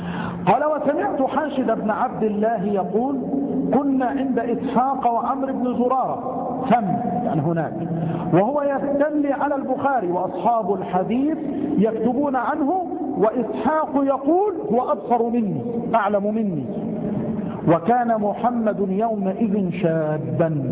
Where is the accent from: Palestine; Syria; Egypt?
Egypt; الفأس يا أخوان التي عندنا في مصر نقول عنها الفأس هي المسحاة